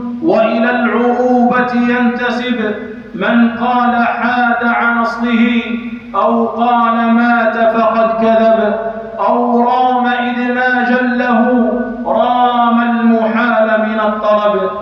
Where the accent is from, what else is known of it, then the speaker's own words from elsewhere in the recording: Algeria; تستغل أوضاع بلادنا الجزائر